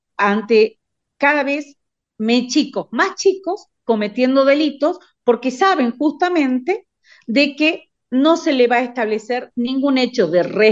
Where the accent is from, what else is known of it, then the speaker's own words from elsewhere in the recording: Jujuy, Argentina; Si vos me preguntás cuál es la situación en mi provincia, o sea, en Jujuy